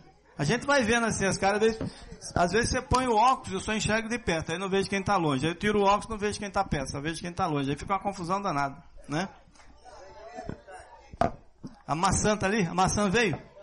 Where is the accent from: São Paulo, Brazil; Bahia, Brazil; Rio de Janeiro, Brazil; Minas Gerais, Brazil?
Bahia, Brazil; Patamuté; Eu ganhei uma lata de doce. de goiabada, lá na minha terra, lá em Patamuté.